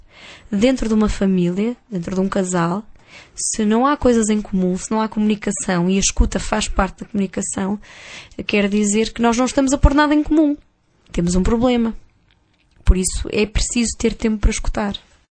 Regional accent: Porto, Portugal; now in Lisbon, Portugal; Quando eu mudei do Porto para Lisboa, eu senti uma diferença muito grande na maneira das pessoas se relacionarem.

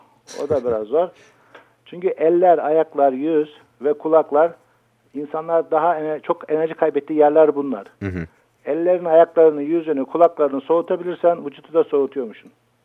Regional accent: Black Sea Region, Turkey; Ben Karadenizliyim abi

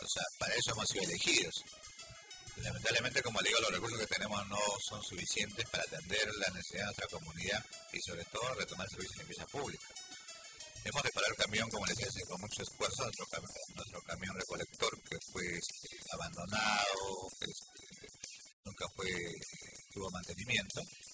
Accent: Callao, Peru; es un derecho que nos corresponde porque somos parte del Callao y los recursos del Callao le pertenecen a todos los chalacos

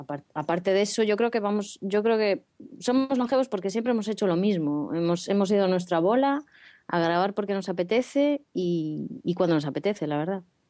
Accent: A Coruña, Galicia, Spain; yo soy coruñesa

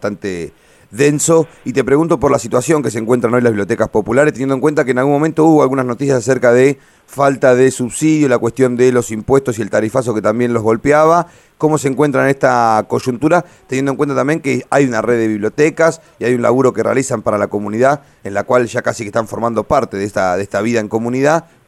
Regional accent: Necochea, Buenos Aires Province, Argentina; yo soy de Necochea

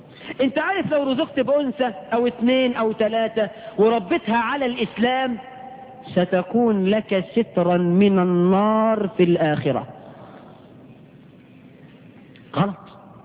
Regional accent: Egypt; إحنا كمصريين عملنا إيه من البدع في العقيقة؟

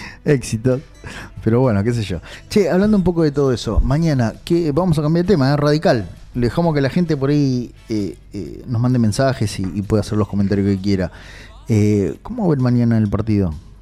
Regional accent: Argentina; no soy ni paraguayo, ni uruguayo, ni nada. O sea, soy argentino, amo mi patria

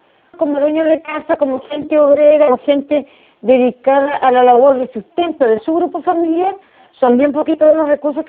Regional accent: Los Lagos, Chile; born there; now in Punta Arenas, Chile; Soy nacida en Chiloé. Me vine hace 33 años a Punta Arenas.

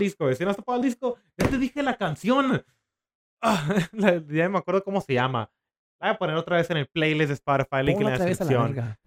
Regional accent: Mexicali, Baja California, Mexico; aquí en mi pueblito de Mexicali

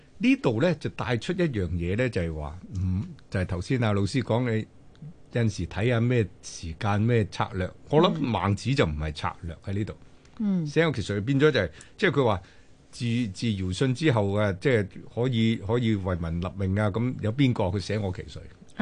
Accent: Guangdong, China; 我哋廣東人或者俗話就叫做禾杆冚珍珠，

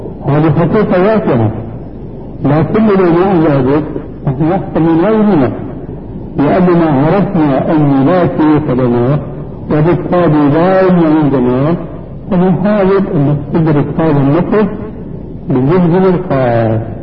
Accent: Syria; كما يقولون عندنا في سوريا

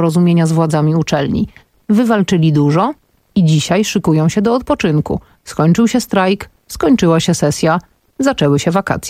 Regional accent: eastern Poland, Poland; Ja pochodzę ze wschodu i u mnie na wschodzie na arbuzy mówiło się kawony, kiedy byłam dzieckiem

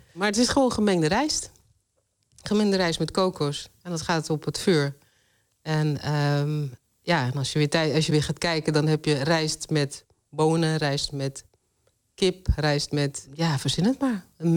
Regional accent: Netherlands; Ja, want ik ben altijd Nederlander geweest. Ik heb Surinaamse roots. En daar ben ik apen trots op. Maar ik ben ook een hele... ik ben een Nederlander.

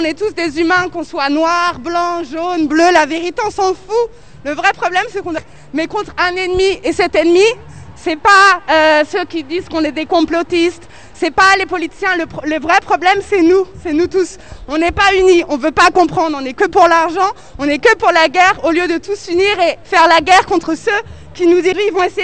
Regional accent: France; bonjour. Je suis française, mes parents étaient immigrés, donc capverdien, portugais, italien. Je suis donc issue de la deuxième génération.

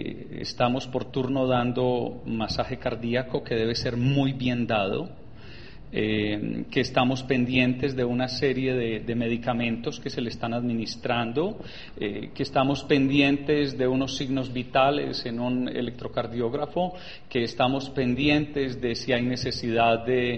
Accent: Antioquia, Colombia; now in United States; todo eso lo aprendí en inglés y he vivido 30 años en los Estados Unidos. Entonces, siendo paisa, no sé inglés y se me olvidó el español.

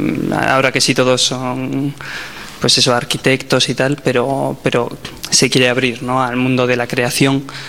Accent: Bilbao, Basque Country, Spain; vengo de Bilbao.

